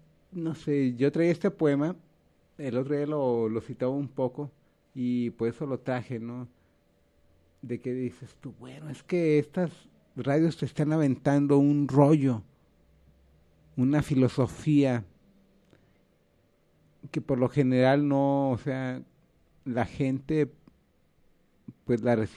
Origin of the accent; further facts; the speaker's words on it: Guadalajara, Jalisco, Mexico; a los que somos de aquí de Guanatos